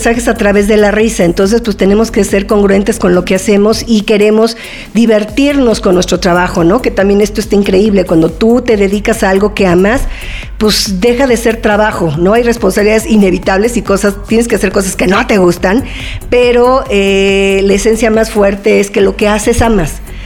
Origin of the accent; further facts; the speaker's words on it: Mexico; Yo soy mexicana